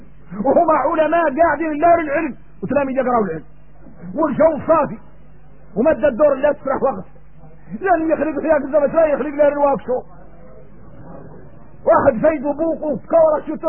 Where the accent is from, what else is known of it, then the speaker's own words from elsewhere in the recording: Mauritania; احنا موريتاني ان الشمس طاح في البحر